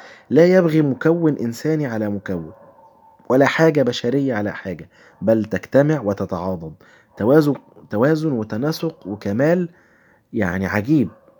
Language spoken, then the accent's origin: Arabic; Egypt; عندنا في مصر